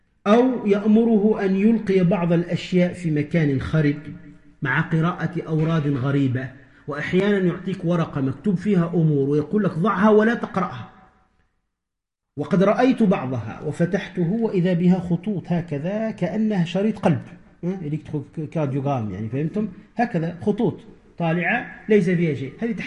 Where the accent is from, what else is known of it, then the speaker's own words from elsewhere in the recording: Tunisia; ومن رأى منكم هؤلاء القوم يتكلمون بلغة نسميها عندنا في تونس يقول يتكلم بالعجمي